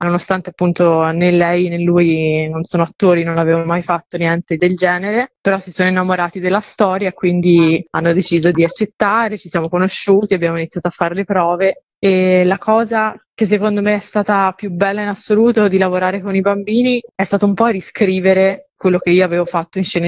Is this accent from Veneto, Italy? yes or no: no; Tuscany, Italy; Io sono toscana e insieme a questo racconto del folklore della mia terra